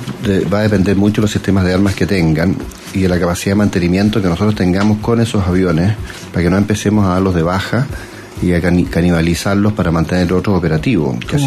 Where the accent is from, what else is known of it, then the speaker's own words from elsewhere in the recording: Chile; desarrollar tecnologías nacionales para hacer las cosas más baratas, en forma más independiente, bueno, pero como chileno.